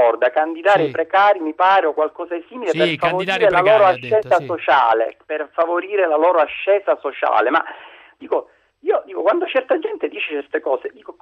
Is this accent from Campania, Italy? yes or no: no; Palermo, Sicily, Italy; perché io sono di Palermo e mi capita di sentirla.